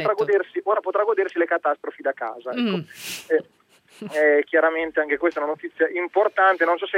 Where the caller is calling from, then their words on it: Savona, Liguria, Italy; Buongiorno da Savona.